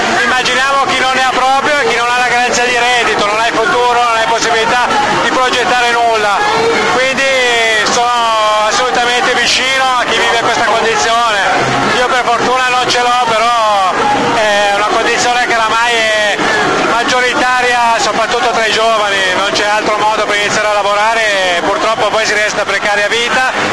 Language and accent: Italian; Varese, Lombardy, Italy; Faccio parte di un social forum a Varese, io sono di Varese.